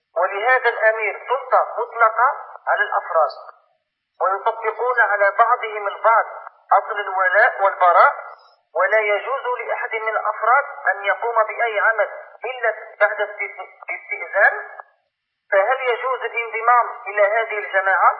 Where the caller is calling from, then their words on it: Algeria; يعني أنا أضرب الهاتف من الجزائر